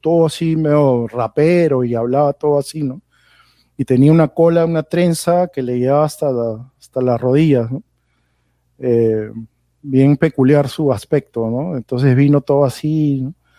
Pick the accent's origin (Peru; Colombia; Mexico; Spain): Peru; Entonces yo le dije, bueno, yo soy de Perú, le dije.